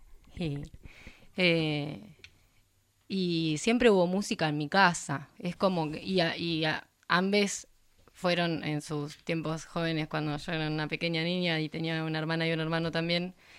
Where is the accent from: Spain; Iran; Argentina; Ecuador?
Argentina; Azul, Buenos Aires Province; Soy de Azul.